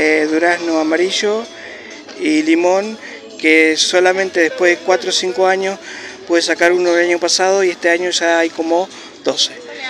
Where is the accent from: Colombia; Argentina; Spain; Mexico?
Argentina; Pellegrini, Buenos Aires Province; moved away as an adult; now in Santa Rosa, Argentina; Soy de Pellegrini, hace 22 años que vine acá a Santa Rosa de la Pampa.